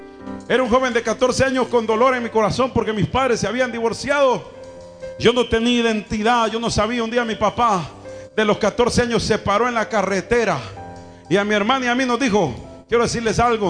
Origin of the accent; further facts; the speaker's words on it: Chalchuapa, Santa Ana, El Salvador; Yo vengo de Chalchuapa, Siria, ya me crié, ya me formé de los 14 años.